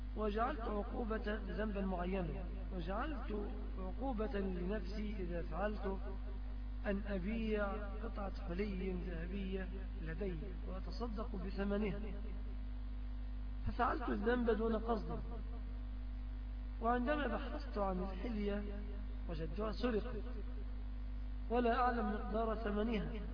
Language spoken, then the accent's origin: Arabic; Egypt; الشبكة بنعتبرها مهرا في بلادنا مصر بدليل الاتفاق عليها